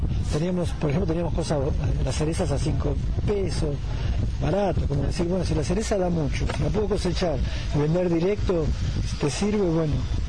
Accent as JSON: {"language": "Spanish", "country": "Argentina", "said": "Somos argentinos y la lista era grande"}